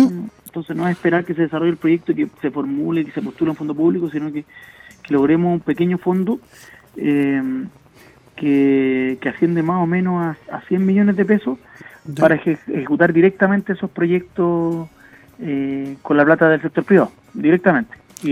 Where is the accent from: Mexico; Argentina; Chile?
Chile; Recoleta, Santiago Metropolitan; yo soy de la zona norte, soy de Recoleta, así que siempre he estado en contacto con las comunas de Renca, Independencia, Conchalí, desde chico.